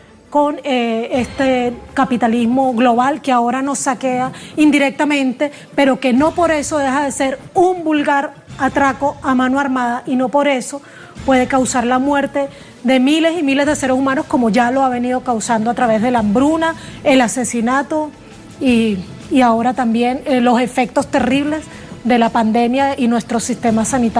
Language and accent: Spanish; Colombia; also born or lived in Venezuela; tú sabes que soy colombo venezolana.